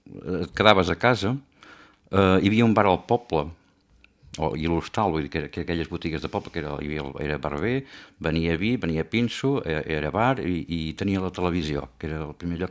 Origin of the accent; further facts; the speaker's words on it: Aiguaviva, Catalonia, Spain; born there; El meu pare són d'Aigua Viva. Eren veïns i això, vaig néixer a Aigua Viva el juny del 54.